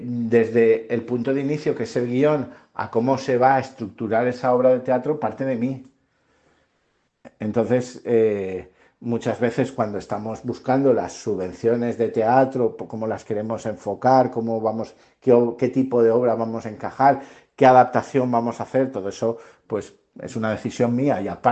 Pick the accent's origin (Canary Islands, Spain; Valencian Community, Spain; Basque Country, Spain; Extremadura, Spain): Valencian Community, Spain; Valencia; born there; Yo digo que nací en La Malvarrosa, en Valencia, y luego empecé a trabajar en Moncofa.